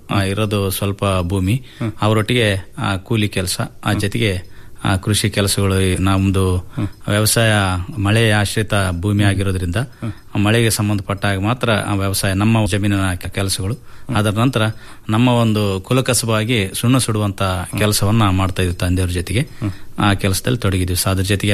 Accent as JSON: {"language": "Kannada", "town": "Konasagara", "region": "Karnataka", "country": "India", "tie": "born or raised there", "said": "ಅಲ್ಲೇ ನಮ್ಮೂರಿನಲ್ಲೇ ಕೋನಸಾಗರದಲ್ಲಿ ಪ್ರಾಥಮಿಕ ಶಿಕ್ಷಣ ಎಲ್ಲ ಮುಗಿದ್ವಿ, ಹೈಸ್ಕೂಲ್ ಸಹ ಅಲ್ಲೇ."}